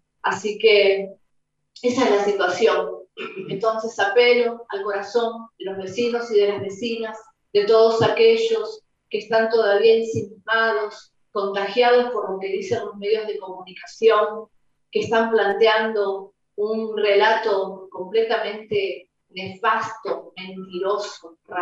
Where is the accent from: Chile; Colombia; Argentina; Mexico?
Argentina; Y que sepan los que no se hacen cargo de su propia identidad, porque acá no somos exclusivamente argentinos